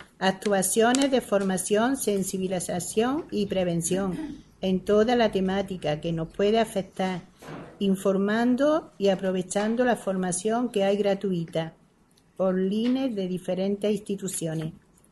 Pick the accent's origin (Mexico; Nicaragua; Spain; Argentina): Spain; Archidona, Andalusia; Le doy las gracias por estar aquí en mi pueblo.